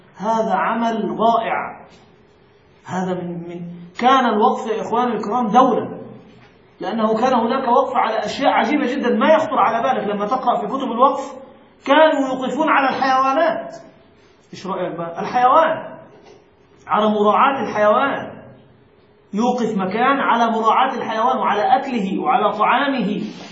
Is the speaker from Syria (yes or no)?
no; Egypt; هناك مشكلة حتى عندنا في مصر